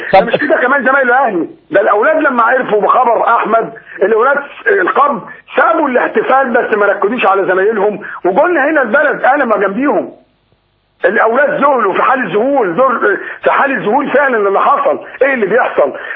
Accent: Cairo, Cairo Governorate, Egypt; بقول لك انا من القاهره

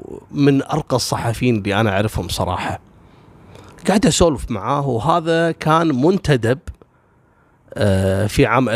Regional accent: Kuwait; عندنا في الكويت هنا

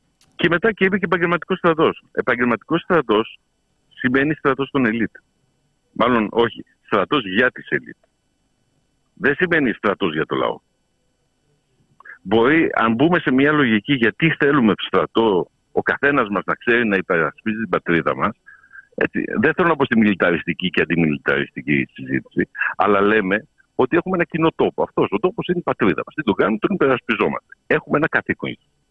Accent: France; Greek is a second language; Και θα μιλήσω ως Γάλλος πολίτης. Στη Γαλλία έχουμε την αντίληψη της Ρεπουμπλίκ.

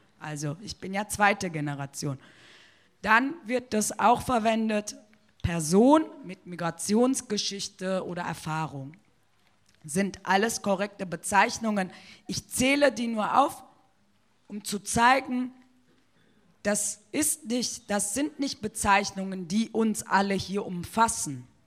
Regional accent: Germany; Wenn die in Kolumbien mich fragen, wo kommst du her, dann sage ich Deutschland.

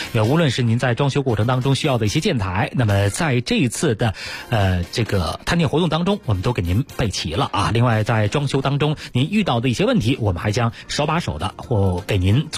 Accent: Beijing, China; 尤其是我们北京人对那儿哈、啊，老觉得原来是一个出煤的地方

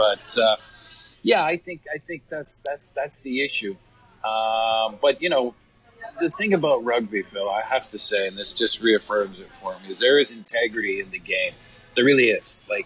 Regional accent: Canada; I'm Canadian

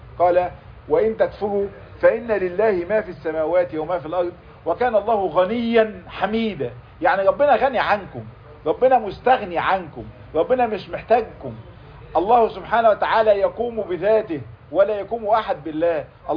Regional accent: Egypt; احنا للأسف عندنا في مصر موضوع التسبيح بحمد الناس ده فيه زيادة شوي

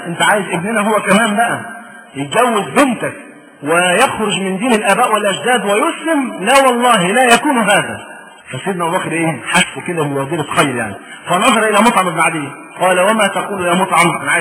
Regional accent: Egypt; والبيئه هي اللي بتحكم، احنا عندنا في مصر

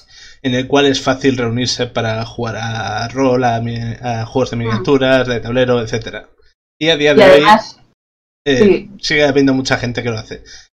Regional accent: Vitoria, Basque Country, Spain; yo soy de Vitoria, y como es el caso con Sayoa y con Ander.

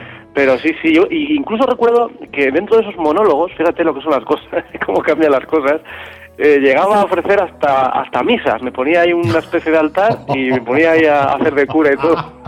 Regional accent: Pamplona, Navarre, Spain; born there; de apellido y nacimiento, como suelo decir, pero sobre todo ciudadano del mundo

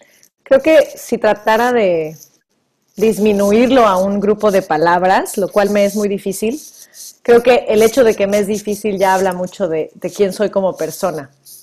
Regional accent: Mexico; now in Vancouver, Canada; soy originaria de México, pero actualmente vivo en Vancouver, Canadá.

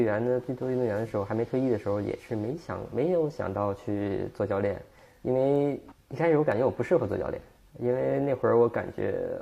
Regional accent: Beijing, China; 因为他也是北京的，我也是北京的

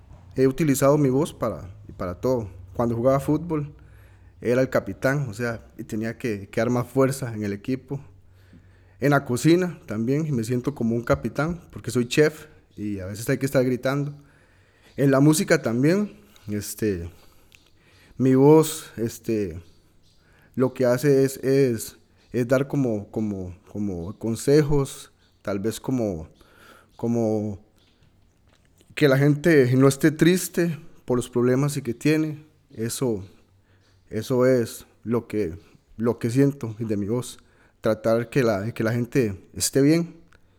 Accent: Costa Rica; soy costarricense, tengo 37 años.

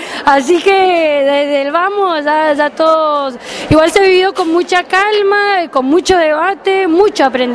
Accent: Mendoza, Argentina; de Mendoza.

